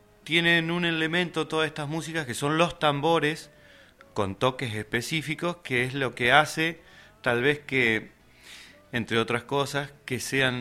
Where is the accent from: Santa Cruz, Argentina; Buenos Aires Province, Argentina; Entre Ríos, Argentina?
Entre Ríos, Argentina; Gualeguay; Yo soy entrerriano, de Gualeguay.